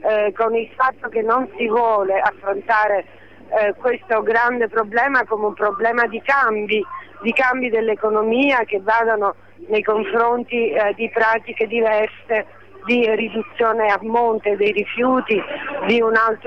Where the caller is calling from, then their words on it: Naples, Campania, Italy; Sono di Napoli